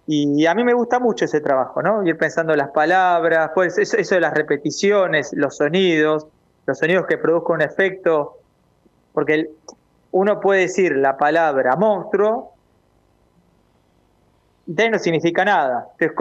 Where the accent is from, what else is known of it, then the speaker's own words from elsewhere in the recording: Argentina; para nosotros como argentinos